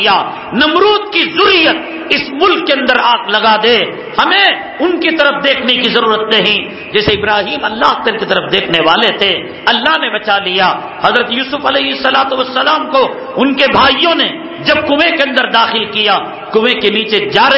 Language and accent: Urdu; Karnataka, India; میں اسی سرزمین سے تعلق رکھتا ہوں, سرزمین ٹیپو سے, ہمارے علاقے میں پروگرام کے لیے آئے